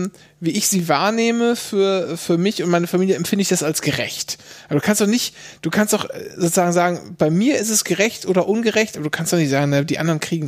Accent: Germany; ich bin Deutscher

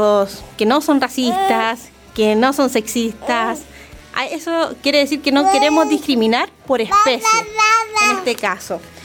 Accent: Chile; ¿Es una tradición que nos tiene que hacer sentir orgullosos como chilenos?

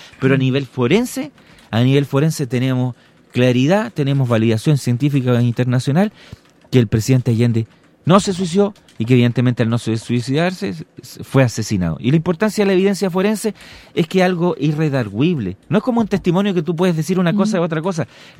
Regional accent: Valparaíso, Chile; porque yo vengo de Valparaíso

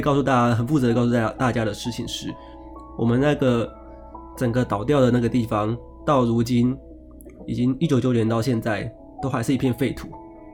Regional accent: Taiwan; 即便我是台湾人，然后台湾捐的东西我也还是拿不到啊

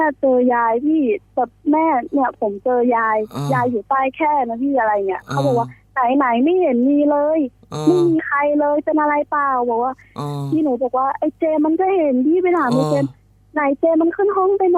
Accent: Central Thailand, Thailand; หนูเป็นคนภาคกลาง

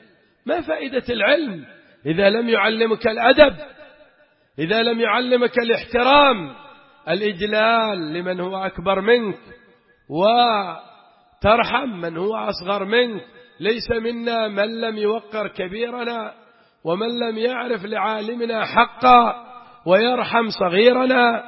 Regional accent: Aden, Yemen; وكنا نحن بعض الأخوة من عدن

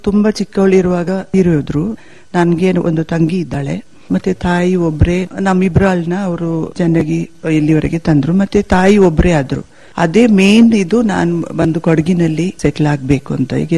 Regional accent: Madikeri, Karnataka, India; also born or lived in Bengaluru; ನಾವು ಸಿಟಿಯಲ್ಲೇ ಬೆಳೆದಿದ್ದು, ಮಡಿಕೇರಿಯಲ್ಲಿ ಶಾಲೆಗೆ ಹೋದೆ, ಬೆಂಗಳೂರಲ್ಲಿ ಕಾಲೇಜ್ಗೆ ಹೋದೆ, ಅಲ್ಲೇ ಕೆಲಸದಲ್ಲಿ ಇದ್ದೆ. ಮದ್ವೆ ಆಗೋಕ್ಕಿಂತ ಒಂದು 6 ತಿಂಗಳು ಮುಂದೆ ಬಂದು ಇಲ್ಲಿ ಸೆಟ್ಲ್ ಆಗಿದ್ದೀನಿ.

